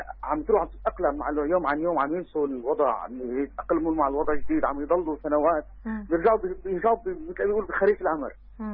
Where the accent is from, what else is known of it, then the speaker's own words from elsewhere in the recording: Syria; ربيت ولدت هون وربيت هون بلدي